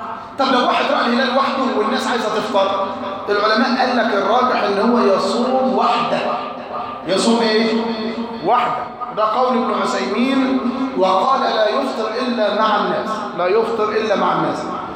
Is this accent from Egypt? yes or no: yes; Egypt; وعندنا في مصر ما شافتوش